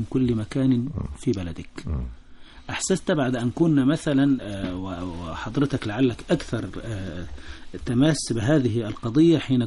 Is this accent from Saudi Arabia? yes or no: no; Egypt; لها مردود أنها وفرت لي كمصري شيء مما أستحقه في هذه الحياة